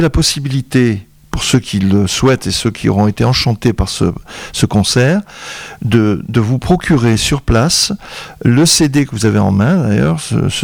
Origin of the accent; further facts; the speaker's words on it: Bellegarde-sur-Valserine, Auvergne-Rhône-Alpes, France; born there; dans ma ville natale, à Bellegarde-sur-Valserine, dans l'Ain